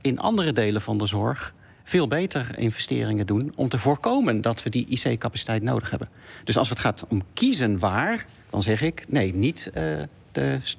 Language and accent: Dutch; North Brabant, Netherlands; Nou, ik ben in Brabant opgegroeid.